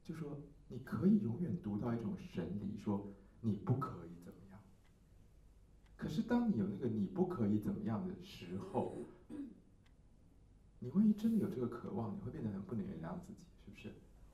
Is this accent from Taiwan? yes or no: yes; Taiwan; 我们台湾人的说法说比较有 feel